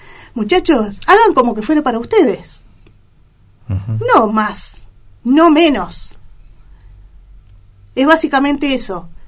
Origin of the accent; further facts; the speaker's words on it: Argentina; iba a ser esa medicación que fabrica la Argentina, a ver, no estoy en contra de lo que se fabrica en mi país.